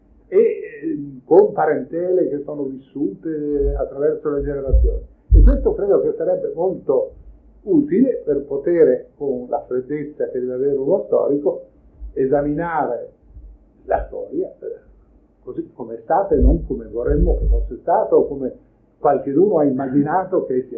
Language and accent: Italian; Veneto, Italy; Io sono veneto, quindi penso più al Veneto